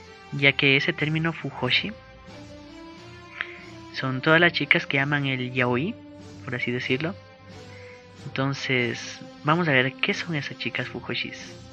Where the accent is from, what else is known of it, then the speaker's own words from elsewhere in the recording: Ecuador; Por ejemplo, en Ecuador se estrena esa película llamada La Voz Silenciosa. Por fin se va a estrenar en mi país, qué emoción.